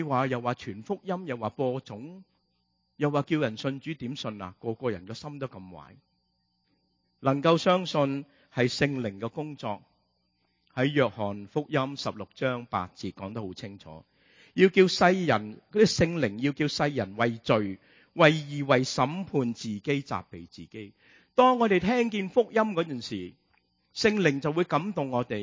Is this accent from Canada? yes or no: no; Hong Kong; 我们香港人成日都说，哎呀地底泥啊，贱过泥啊